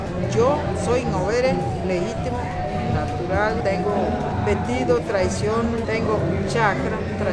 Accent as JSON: {"language": "Spanish", "town": "La Casona", "region": "Puntarenas", "country": "Costa Rica", "said": "vengo de Zona Sur y Cotobruz, mi sitio de La Casona, y yo vengo allá. El trabajo de nosotros es traición de cultura de indígenas, de Ngoberes. Nosotros somos Ngoberes"}